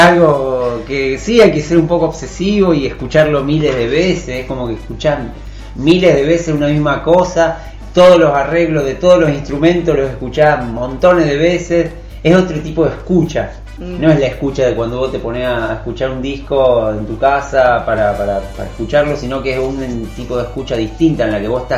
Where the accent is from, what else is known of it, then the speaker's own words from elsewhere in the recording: Rosario, Santa Fe, Argentina; moved away; Yo soy de Rosario, viví ahí hasta venirme acá